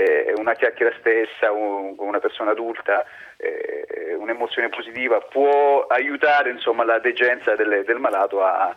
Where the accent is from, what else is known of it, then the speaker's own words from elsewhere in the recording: Apulia, Italy; essendo io pugliese, quindi lo conoscevo